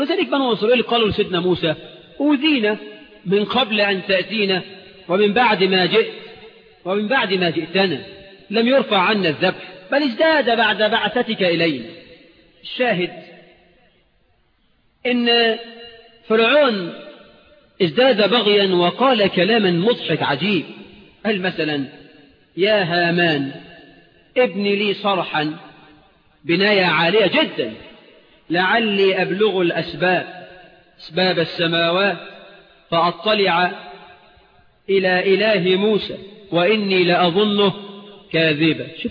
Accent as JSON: {"language": "Arabic", "country": "Egypt", "said": "اجعل بلدنا مصر آمنة مطمئنة يا رب."}